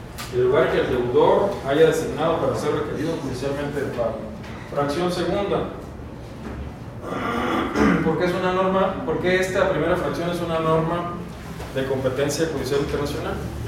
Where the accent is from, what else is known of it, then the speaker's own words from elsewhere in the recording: Baja California, Mexico; Bueno, yo soy de Baja California, entonces voy a mencionar de Baja California